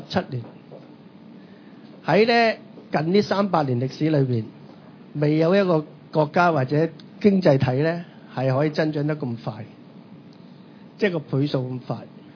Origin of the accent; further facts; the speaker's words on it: China; 我哋中國人唔消費嘅，因為我哋咧積壓住150年嘅積弱啊，好怕冇錢